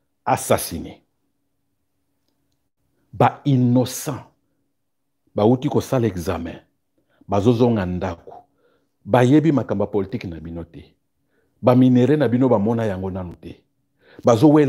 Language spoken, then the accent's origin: French; DR Congo; moi je suis congolais muyaka au niveau national je suis congolais au niveau sectoriel je suis muyaka